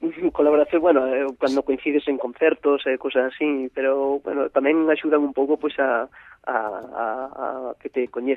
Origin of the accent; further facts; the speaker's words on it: Verín, Galicia, Spain; born there; non só en Verín, que é onde nacemos, sino en Ourense.